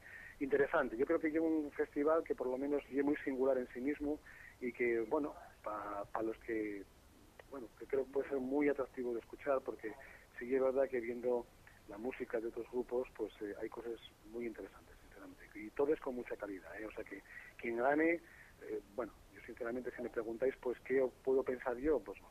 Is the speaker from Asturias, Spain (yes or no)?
yes; Gijón, Asturias, Spain; yo que soy de Sisión y que voy a ver conciertos de otras cosas y demás